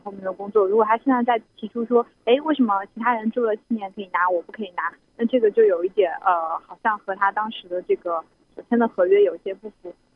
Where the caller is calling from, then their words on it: Hong Kong; 对，我也是从香港打来的。